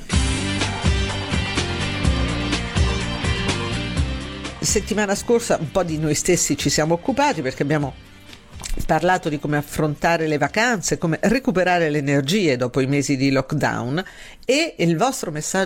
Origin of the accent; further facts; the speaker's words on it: Sabaudia, Lazio, Italy; me ne andrò, come quasi tutti gli anni, sulla spiaggia del mio paese, a Sabaudia